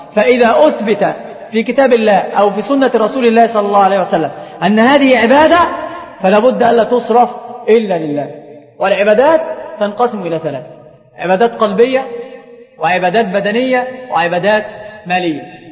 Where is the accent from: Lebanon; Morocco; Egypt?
Egypt; عندنا في مصر هذه الأمور منتشرة جدا